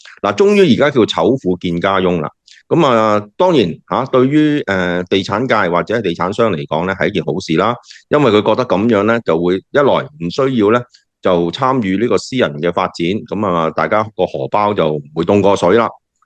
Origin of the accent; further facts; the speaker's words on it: Guangdong, China; 其实这4-5亿真的等于我们广东人所讲抌落咸水海